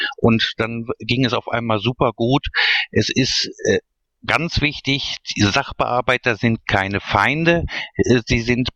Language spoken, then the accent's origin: German; Duisburg, North Rhine-Westphalia, Germany; ich komme aus Duisburg.